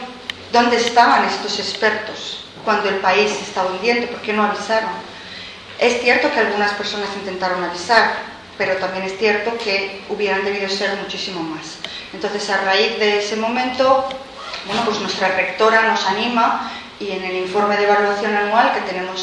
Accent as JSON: {"language": "Spanish", "town": "Madrid", "region": "Community of Madrid", "country": "Spain", "also_born_or_lived": "Canary Islands", "lives_now": "Iceland", "said": "porque yo soy madrileña, pero Canarias es mi tierra de adopción, la que yo he elegido con el corazón, porque es la que más me gusta, y me fui a vivir allí."}